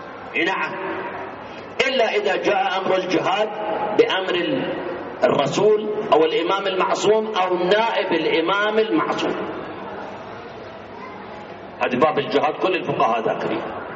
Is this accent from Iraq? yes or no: yes; Iraq; والله أنا عراقي